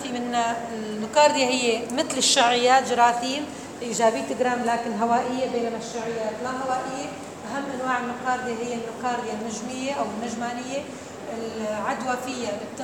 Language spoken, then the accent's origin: Arabic; Syria; موجودة عندنا في سوريا خاصة بالمنطقة الوسطى